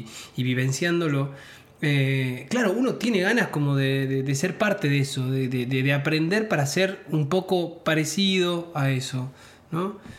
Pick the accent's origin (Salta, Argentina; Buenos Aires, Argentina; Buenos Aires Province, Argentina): Salta, Argentina; Tartagal; now in Salta, Argentina; Yo soy oriundo de Tartagal y vivo en Salta, bueno, ya hace muchos años